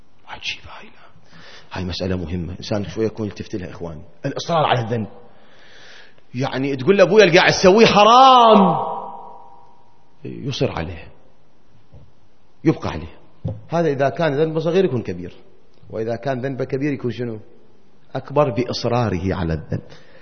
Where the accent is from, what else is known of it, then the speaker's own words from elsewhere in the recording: Iraq; ما أدري إحنا هيك كان عندنا بالعراق وبلادنا العربية بصورة عامة كان موجود